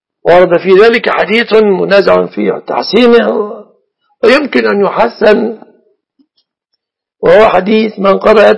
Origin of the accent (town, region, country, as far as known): Egypt